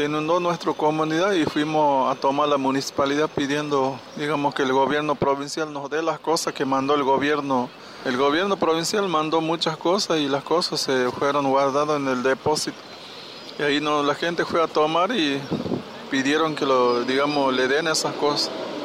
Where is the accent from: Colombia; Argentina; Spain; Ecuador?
Argentina; Formosa; yo soy de Formosa, de la comunidad Huichi.